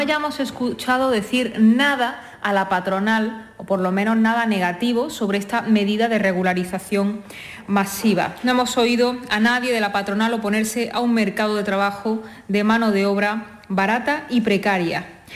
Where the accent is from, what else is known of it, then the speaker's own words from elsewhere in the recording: Spain; por supuesto, no somos los españoles